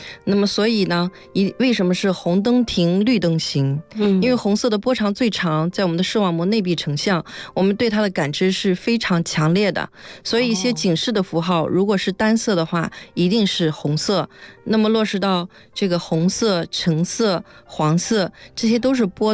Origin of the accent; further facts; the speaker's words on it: China; 所以我们中国人穿起来要慎重这个紫色